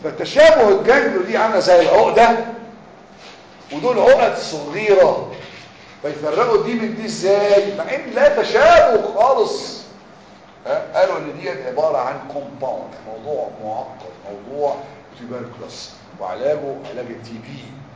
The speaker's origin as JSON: {"language": "Arabic", "country": "Egypt", "said": "احنا مصريين على فكره كل حاجه بينا اسمها كيس دول"}